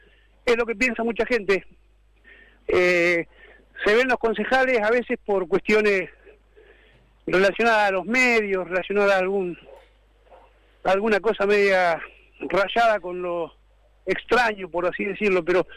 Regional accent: Cañuelas, Buenos Aires Province, Argentina; Yo nací en Cañuelas, crecí en Cañuelas, me desarrollé en Cañuelas y ejercí mi vida profesional en muchas partes del mundo.

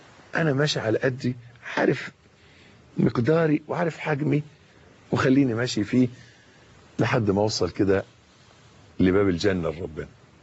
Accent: Egypt; يعني مش عايز بس أخوض في تفاصيل المولد اللي حاصل عندنا في مصر اليومين دول

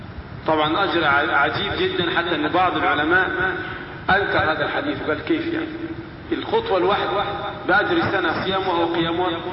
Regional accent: Egypt; عندنا في مصر مثلا الركاز اللي هو دفن الفراعنة

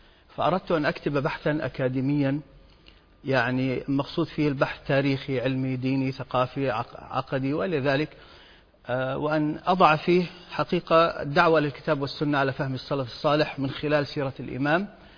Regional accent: Kuwait; moved away as an adult; also born or lived in Europe; now in United States; تركت الكويت، أنا ولدت في الكويت وعشت فيها حتى أنهيت الثانوية، ثم ذهبت إلى أوروبا للدراسة ثم أمريكا. من حد يعني من حيث وصلت إلى أمريكا سنة 1980

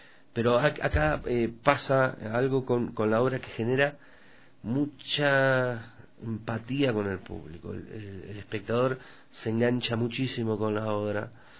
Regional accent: Argentina; Yo vengo de Argentina y comemos mucha carne, ¿no?

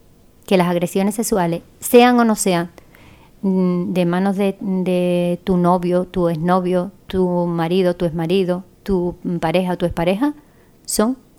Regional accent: Spain; Ni nosotras las mujeres españolas, de pura cepa, tampoco sufrimos esa situación de violencia de género.

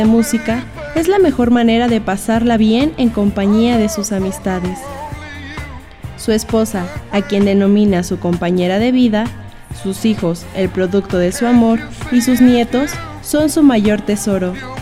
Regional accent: Mexico City, Mexico; born there; Nací en la Ciudad de México el 17 de enero de 1969

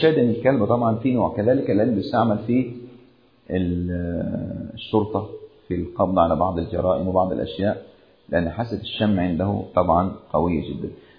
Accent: Upper Egypt, Egypt; أذكر قصة وقعت عندنا في الصعيد قديمة، قصة قديمة كنا نسمع عنها يعني

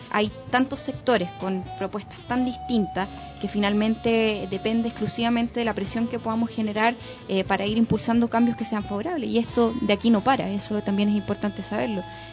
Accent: Chile; esto es un proceso bien largo que tenemos que vivir como sociedad chilena, como pueblo chileno

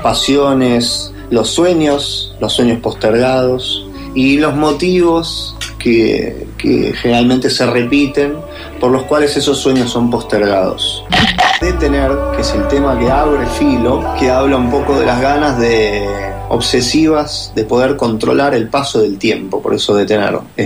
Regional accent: Buenos Aires, Argentina; born there; Yo nací en Capital Federal, Buenos Aires, Argentina.

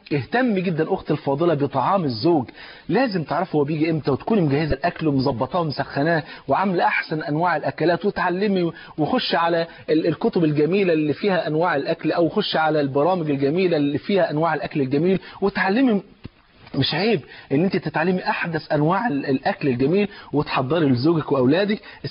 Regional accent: Egypt

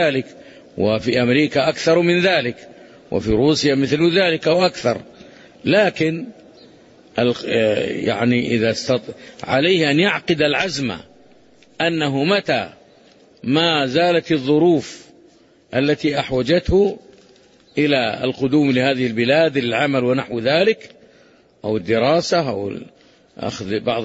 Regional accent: Saudi Arabia; لا يفرقون بين بلادنا المملكة العربية السعودية التي تقيم شرع الله وبين غيرها

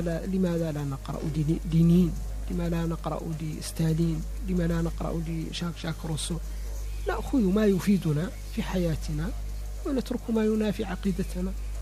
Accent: Mauritania; ولست جزائريا ولا سنغاليا، أنا موريتاني، أمثل نفسي وأمثل بلدي.

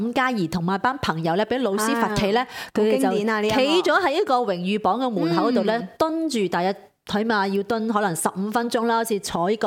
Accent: Hong Kong; 我是香港的記者

